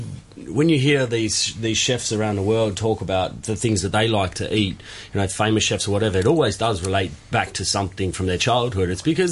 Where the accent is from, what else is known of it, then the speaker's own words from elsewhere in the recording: Landsborough, Victoria, Australia; also born or lived in Ararat; I grew up in Victoria, very close to where Michael's from as well. So I was born in a country town in Victoria called Ararat, and I grew up in a smaller country town called Landsborough, which was like 45 minutes from Ararat.